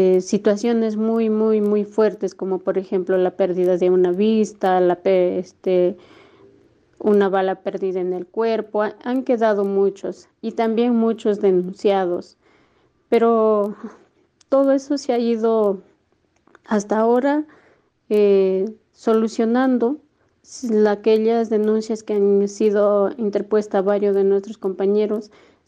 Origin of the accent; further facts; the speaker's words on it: Porcón Bajo, Cajamarca, Peru; soy de Porcón Bajo, una comunidad campesina que queda al norte de Cajamarca, Perú.